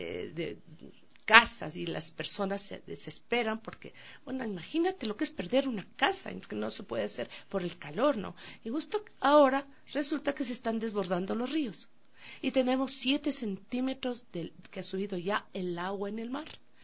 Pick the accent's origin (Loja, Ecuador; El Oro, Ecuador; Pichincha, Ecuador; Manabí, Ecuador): Pichincha, Ecuador; Quito; Yo soy de aquí, del barrio de La Tola.